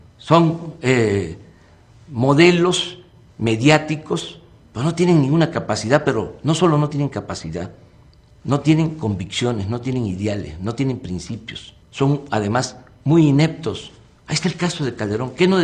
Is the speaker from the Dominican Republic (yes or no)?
no; Mexico; Resulta de que somos malos los mexicanos por naturaleza. No es cierto.